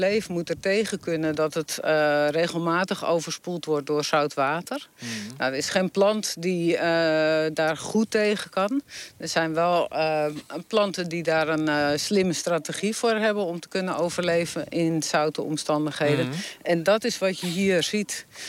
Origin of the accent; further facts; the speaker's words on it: Texel, North Holland, Netherlands; Ja, ik ben geboren en getogen op Texel. Vlak aan de duinen, vlak aan het bos.